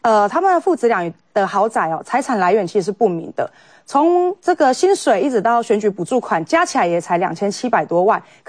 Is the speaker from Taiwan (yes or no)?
yes; Nantou County, Taiwan; 我们南投人哦被这个县长啊那搞到连生计都很辛苦了，生活都非常辛苦